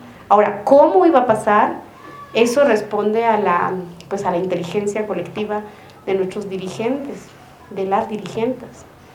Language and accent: Spanish; Guatemala; el 2 de octubre en mi pueblo, en Guatemala, amanecieron con 26 puntos parados